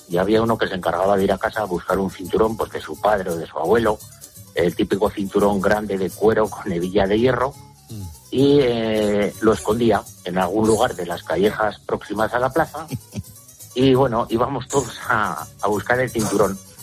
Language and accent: Spanish; Pedroso, La Rioja, Spain; also born or lived in Logroño; yo soy de Logroño, lo que pasa que de pequeñito me crié en un pueblo, también de aquí de La Rioja, que se llama Pedroso, uh-huh. Un pueblo muy chiquitín, de menos de 100 habitantes.